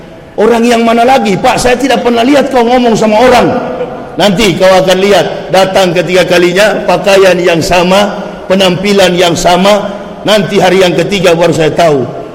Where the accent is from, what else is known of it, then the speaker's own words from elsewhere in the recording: Manado, North Sulawesi, Indonesia; Apalagi di kampung halaman saya di Manado.